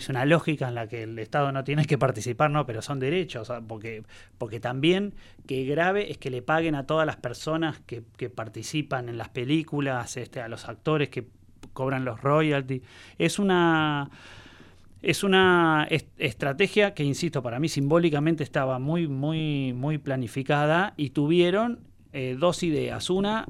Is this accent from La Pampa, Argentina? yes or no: no; La Plata, Buenos Aires Province, Argentina; yo tengo como una mirada muy, muy provincial, porque soy platense